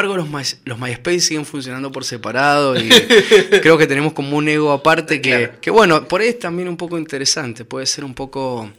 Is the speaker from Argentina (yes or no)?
yes; Argentina; nosotros somos argentinos, vamos a aclarar así para las personas que están escuchando